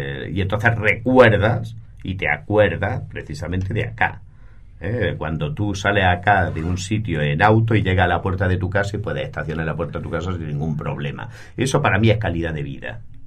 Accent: Spain; Yo cuando vine de España venía como a mil.

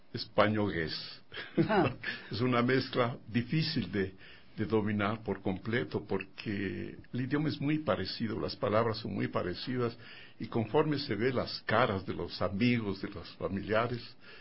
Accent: Quito, Pichincha, Ecuador; tal vez la forma como aconteció mi infancia es de todo mundo aquí en Quito, ¿no? Yo nací en San Juan

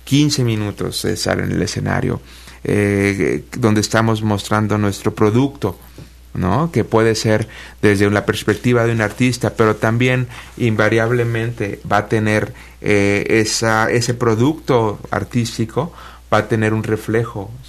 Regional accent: Mexico; born there; a México hace 5 años, entonces estoy comenzando a conocer este hermoso país. Yo nací en México, pero no me crié aquí.

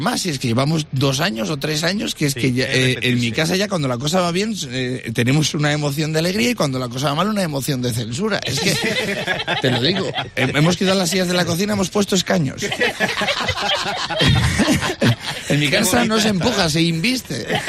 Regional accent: Spain; Vamos a hablar de que somos felices los españoles.

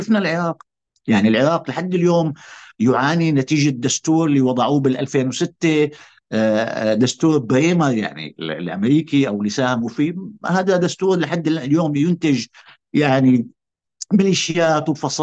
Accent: Syria; يعني أنا متفاجئ هيئة كسوري، أنا وجهة نظري وما أعرف عن المجتمع السوري مجتمع متنوع

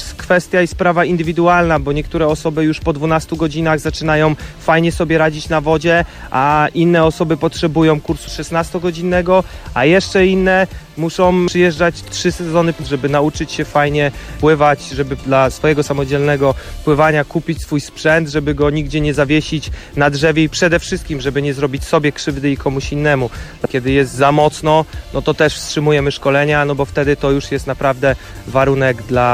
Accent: Jastarnia, Pomeranian Voivodeship, Poland; Ja jestem stąd, jestem zahartowany

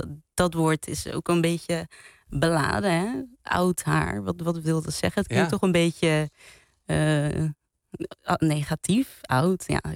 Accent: Cape Verde; Ik kom zelf uit Kaapverdië en in haar tijd was Kaapverdië nog een kolonie van Portugal.

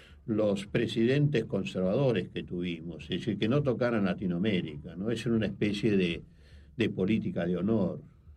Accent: Argentina; eso es lo que a uno lo deprime como argentino, ¿no?

